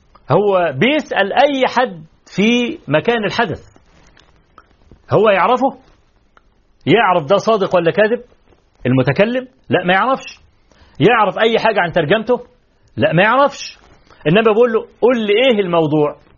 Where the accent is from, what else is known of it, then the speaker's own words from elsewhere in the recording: Egypt; طبعا احنا كمصريين عارفين